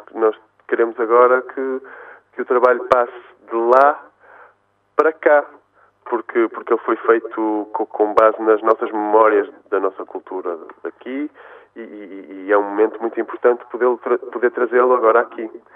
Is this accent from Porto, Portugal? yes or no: yes; Porto, Portugal; born there; onde vive a minha mãe, onde é originária a minha família, se bem que eu nasci no Porto, mas estou muito ligado àquela região